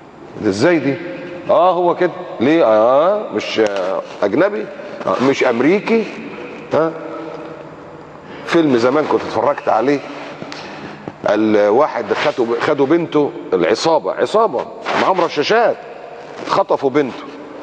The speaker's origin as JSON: {"language": "Arabic", "country": "Egypt", "said": "دي بلدنا وأنا مصري"}